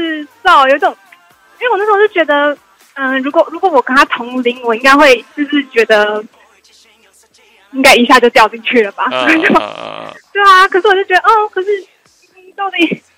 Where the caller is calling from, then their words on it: Taipei, Taiwan; 我是台北的